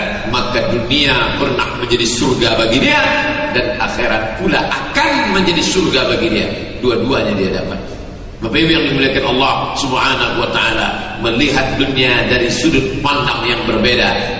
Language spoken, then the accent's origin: Indonesian; Sumatra, Indonesia; kita sebagai orang Sumatera bil khusus Minangkabau